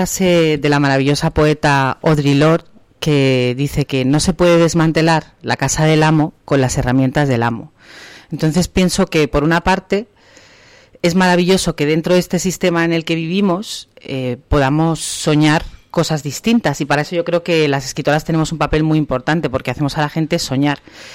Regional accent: Madrid, Community of Madrid, Spain; echo mucho de menos estos lugares en Madrid, que es de donde yo vengo

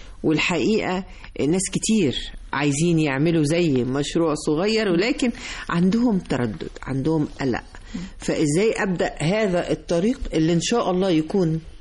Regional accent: Egypt; ورباط البيوت عندنا في مصر يعني

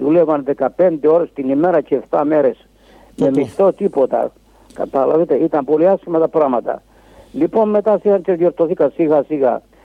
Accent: Malona, South Aegean, Greece; born there; also born or lived in Rhodes; Το χωριό Μαλώνα, Ρόδος.

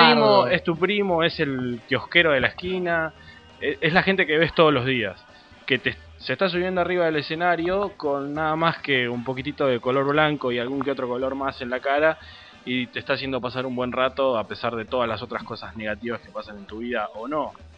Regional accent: Buenos Aires, Argentina; a nosotros como porteños nos llama mucho la murga uruguaya, porque es algo que es muy familiar.

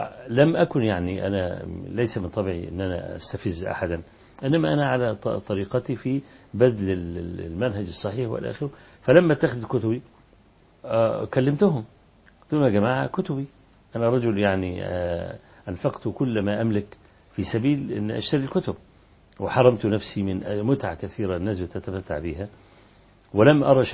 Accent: Kafr El Sheikh, Kafr El Sheikh Governorate, Egypt; كان في فكر التكفير عندنا في كفر الشيخ

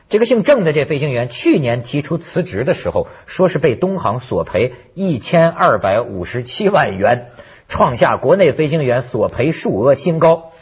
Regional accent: China; 我在大陆背景下长大的人呢

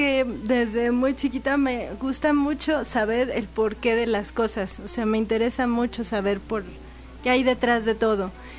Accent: Aguascalientes, Mexico; now in Xalapa, Mexico; yo soy de Aguascalientes y allá era todo seco.

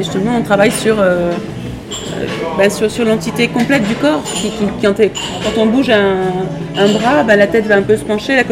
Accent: Paris, Île-de-France, France; born there; Si, je suis née à Paris.

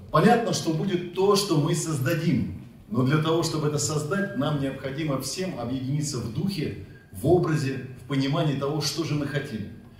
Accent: Novosibirsk Oblast, Russia; почти у меня на родине в Новосибирске

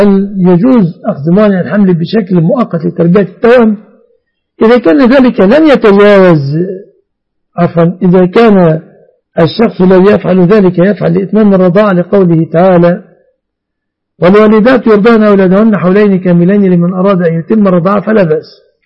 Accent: Egypt; لكن في الغالب أن الناس في هذا الزمان في بلادنا مصر كلمة علي الطلاق لا يأخذون طلاقا

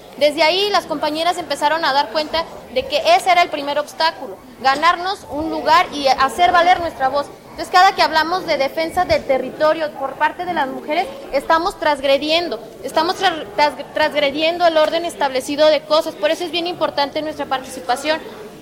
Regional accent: Zacatecas, Mexico; vengo de Zacatecas.

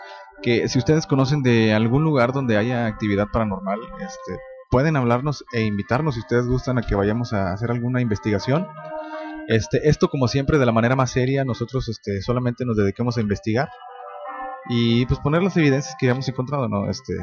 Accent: Guadalupe, Mexico; Bueno, yo soy de Guadalupe, pero vivimos en Nuevo León.

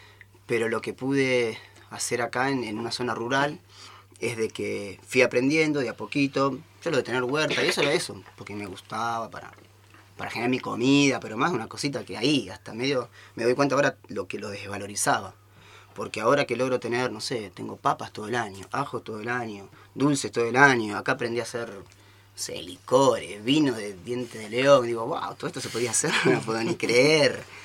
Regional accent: Buenos Aires, Argentina; moved away; Yo también nací en Buenos Aires, soy porteño, reporteño, y vine para acá ya hace 10 años.

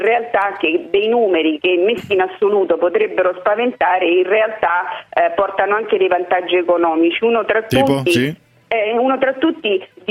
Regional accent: Santo Domingo, Dominican Republic; Santo Domingo.

